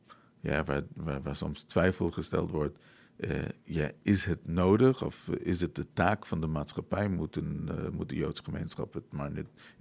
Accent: New York, United States; Nou, ik moet eerlijk zeggen, ik ben in New York grootgebracht.

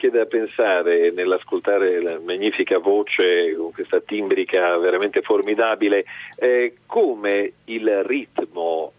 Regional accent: Emilia-Romagna, Italy; Anche io vorrei levare finalmente, levare un po' e dire sono romagnolo.

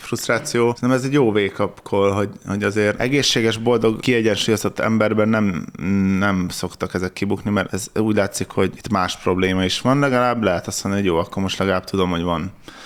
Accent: Hungary; Én vidéken nőttem föl, ez az, hogy valaki füvet nyír, vagy kaszál, az egyszerűen így az alapzaj része.

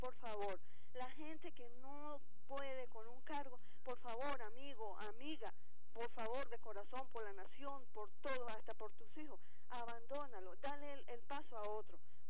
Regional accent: Táchira, Venezuela; born there; sobre todo en mi estado natal, el Táchira

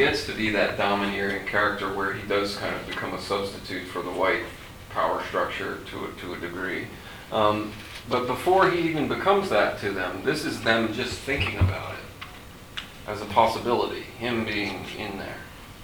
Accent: Baltimore, Maryland, United States; This is an East Coast thing. I'm from Baltimore, so we have crabs.

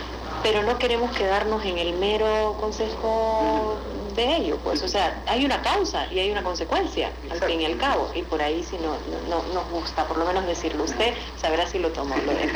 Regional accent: El Salvador; al proceso cultural que tenemos como salvadoreñas y salvadoreños

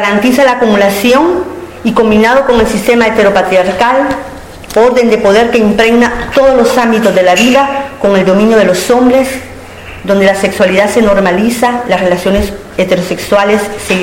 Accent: El Salvador; now in Spain; mi país de origen es El Salvador. Tengo 11 años de vivir en Euskal Herria.

